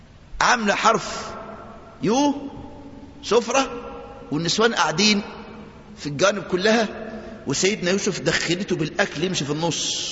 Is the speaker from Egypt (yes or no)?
yes; Egypt; وده طبيعة النسوان عندنا في مصر من زمان.